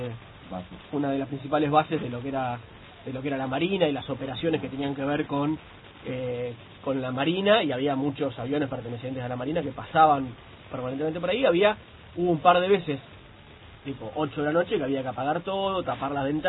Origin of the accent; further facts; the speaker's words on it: Rivera, Buenos Aires Province, Argentina; en Rivera, en mi pueblo, allá en el interior de la provincia de Buenos Aires